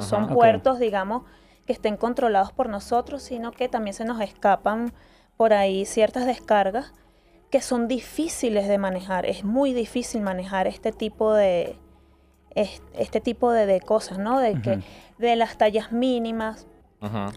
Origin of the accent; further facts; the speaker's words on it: Venezuela; yo soy venezolano, entonces no me muevo hacia